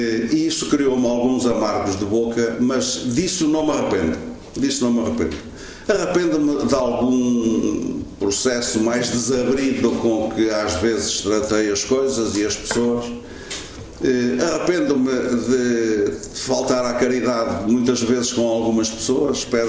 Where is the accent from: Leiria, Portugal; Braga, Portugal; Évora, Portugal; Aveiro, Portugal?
Aveiro, Portugal; não como militante partidário, mas como aveirense, como amigo